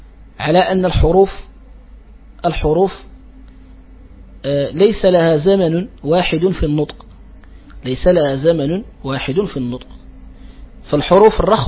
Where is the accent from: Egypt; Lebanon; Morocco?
Morocco; وهكذا ينطقها يعني بعض الجهات عندنا في المغرب قريبة من التاء